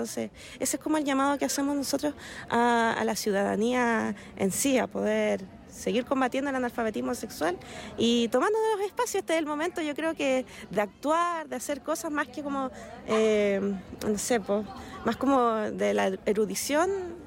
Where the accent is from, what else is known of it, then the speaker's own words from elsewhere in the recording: Iquique, Tarapacá, Chile; también tenemos una librería feminista que se llama Púrpura Despertar, que somos de Iquique